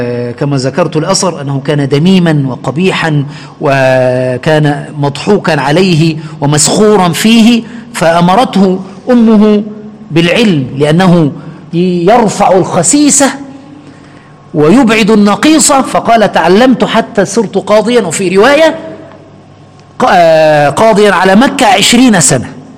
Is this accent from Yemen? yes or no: no; Egypt; عندنا في مصر وفي غالب الدول يعني